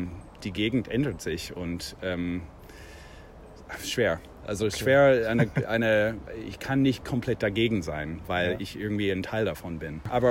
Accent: Canada; German is a second language; now in Berlin, Germany; Also ich bin auch kein Deutscher. Ich komme aus Kanada.

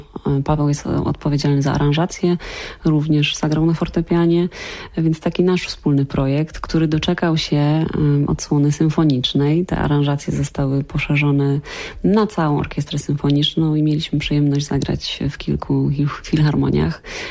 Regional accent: Silesian Voivodeship, Poland; Ja jestem ze Śląska

